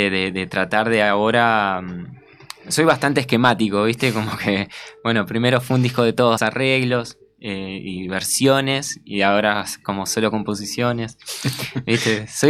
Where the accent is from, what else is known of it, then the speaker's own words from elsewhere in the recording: Concordia, Entre Ríos, Argentina; yo soy de Concordia, Entre Ríos, justamente. Ahí estaríamos en la costa del río Uruguay.